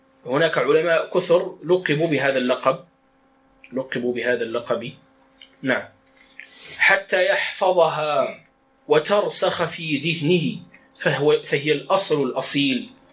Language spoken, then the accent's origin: Arabic; Morocco; accent: Moroccan Darija; قال وهو الخز بلغتنا يعني بدارجتنا. والإشارة في الدارجة المغربية